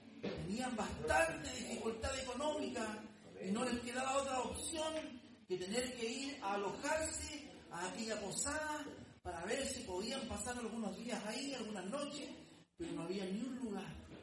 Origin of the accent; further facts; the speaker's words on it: Chile; Usted sabe de que nosotros como occidentales, como chilenos, parte, ¿no es cierto?, de América, celebramos la Navidad.